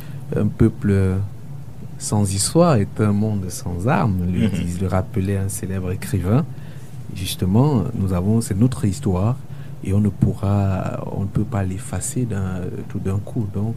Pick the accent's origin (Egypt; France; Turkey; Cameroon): Cameroon; West; Je suis ressortissant de l'Ouest, donc nous avons notre culture, nous avons nos traditions